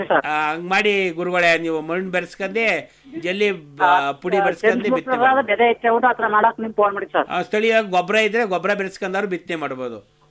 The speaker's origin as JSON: {"language": "Kannada", "town": "Guluru Doddi", "region": "Karnataka", "country": "India", "said": "ನಾವು ಗುಳೂರು ದೊಡ್ಡಿಯವರು, ಮದ್ದೂರು ತಾಲೂಕು ಕೊಪ್ಪ ಬಳಿ"}